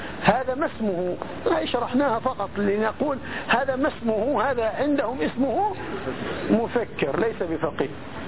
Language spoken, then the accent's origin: Arabic; Palestine; في مثل عندنا في بلادنا، احنا قرويين فلسطينيين قرويين